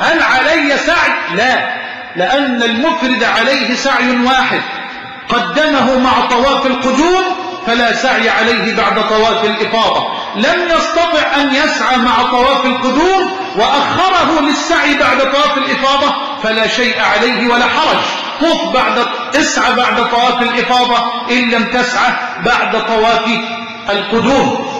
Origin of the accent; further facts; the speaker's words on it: Egypt; اللهم اجعل بلدنا مصر أمنا أمانا سخاء رخاء